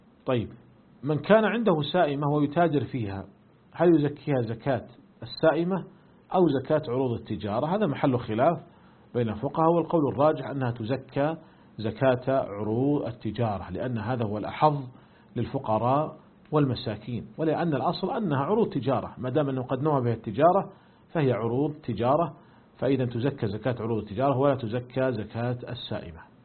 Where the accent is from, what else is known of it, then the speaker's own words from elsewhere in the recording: Saudi Arabia; فمثلا عندنا في المملكة العربية السعودية جميع الشركات المساهمة ملزمة بدفع الزكوات إلى مصلحة الزكاة والدخل